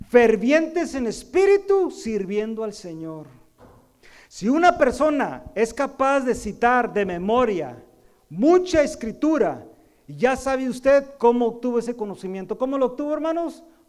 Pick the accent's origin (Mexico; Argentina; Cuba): Mexico; now in United States; no por hablar porque yo soy mexicano